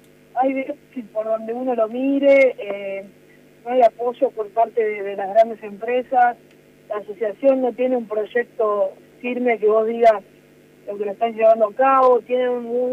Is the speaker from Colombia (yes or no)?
no; Argentina; nuestra situación como ciudadano argentino de un país que nos queda todo lejos